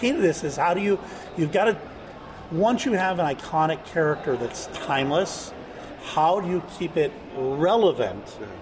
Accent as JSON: {"language": "English", "town": "Pittsburgh", "region": "Pennsylvania", "country": "United States", "accent": "Pittsburgh", "said": "You're also getting my Pittsburgh accent in there, which is just blurs everything together into one word."}